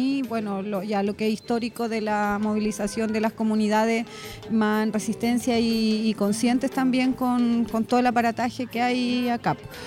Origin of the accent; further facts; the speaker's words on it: Tirúa, Biobío, Chile; nosotras venimos de Tirúa